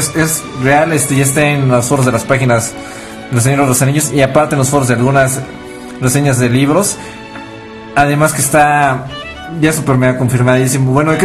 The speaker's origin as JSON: {"language": "Spanish", "country": "United States", "tie": "born or raised there", "said": "como yo crecí en Estados Unidos"}